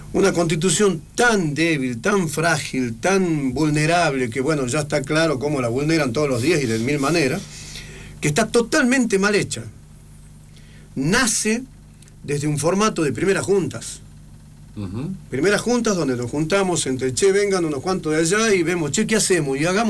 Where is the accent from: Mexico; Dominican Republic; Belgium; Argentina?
Argentina; Jujuy; soy argentino, soy jujeño, coyo, mahuaqueño, de sangre quechua